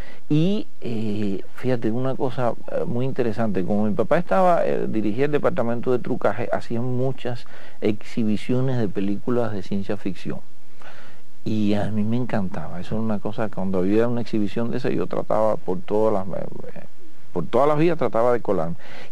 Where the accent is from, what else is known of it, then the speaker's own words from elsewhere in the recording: Havana, Cuba; born there; Yo nací en El Vedado. Yo no llegué desde el extranjero.